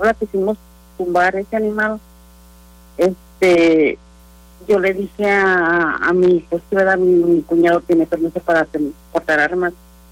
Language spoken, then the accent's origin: Spanish; San Miguel de Allende, Guanajuato, Mexico; now in United States; Sí, les estoy hablando de Texas. Yo en veces, bueno, yo también, yo soy de San Miguel de Allende.